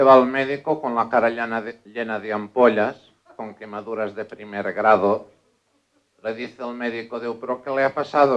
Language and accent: Spanish; Spain; first language Catalan; Spanish is a second language; interpretarles unos cuantos chistes acudits, como digo en mi lengua madre